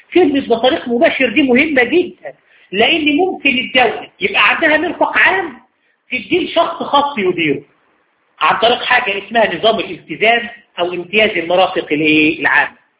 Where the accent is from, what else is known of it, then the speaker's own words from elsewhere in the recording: Egypt; والقضاء الاداري عندنا في مصر قال هذا الكلام